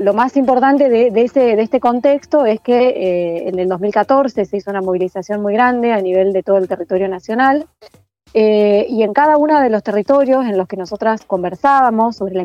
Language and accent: Spanish; Córdoba, Argentina; now in Buenos Aires, Argentina; yo soy de Córdoba, nací en Córdoba, me formé ahí, me perfeccioné en el taller del San Martín desde el 2001, entonces ahí me traslado a vivir a Buenos Aires